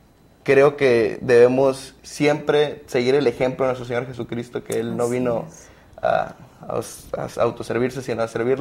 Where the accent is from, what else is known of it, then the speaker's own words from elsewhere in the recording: Villahermosa, Tabasco, Mexico; Yo soy ingeniero industrial, egresado de la Universidad de Montemorelos. Soy de Villahermosa, Tabasco, y laboro actualmente aquí en Montemorelos como ingeniero en calidad en la empresa Mars Montemorelos.